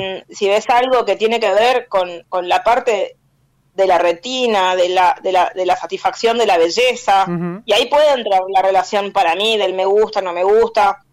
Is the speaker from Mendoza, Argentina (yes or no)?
no; Chaco, Argentina; Sí, me encanta Corrientes, yo soy de Chaco.